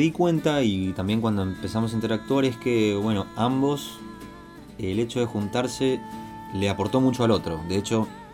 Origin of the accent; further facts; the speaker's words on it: Corrientes, Argentina; now in Buenos Aires, Argentina; oriundo de Corrientes, pero vivo hace bastante ya en Capital Federal.